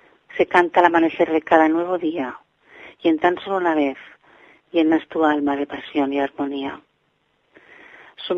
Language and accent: Spanish; Barcelona, Catalonia, Spain; de Barcelona